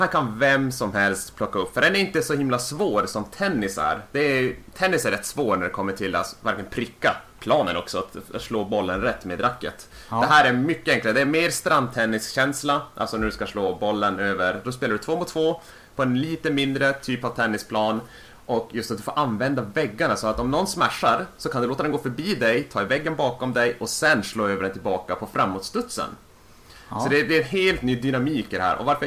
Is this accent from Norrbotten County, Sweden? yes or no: yes; Luleå, Norrbotten County, Sweden; Jag var nu när jag var hemma i Luleå och hälsade på släkt och vänner och allting.